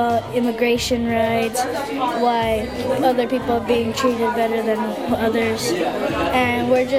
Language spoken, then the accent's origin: English; Santa Ana, California, United States; born there; Yes, I was, but my parents were born over in Mexico, in Tijuana.